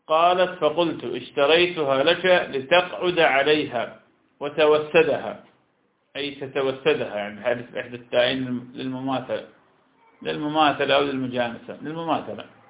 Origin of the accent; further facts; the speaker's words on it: Iraq; accent: Iraqi; لكن أيضا يسمى نقوع بلهجتنا العراقية